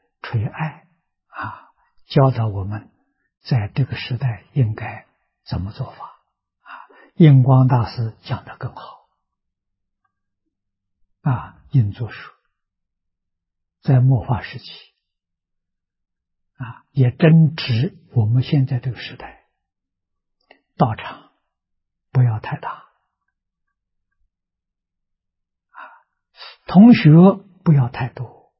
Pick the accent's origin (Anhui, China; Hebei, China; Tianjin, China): Anhui, China; 我们家乡 是一个古文化的发祥地啊，中国的桐城派，那就在我们家乡这个地区啊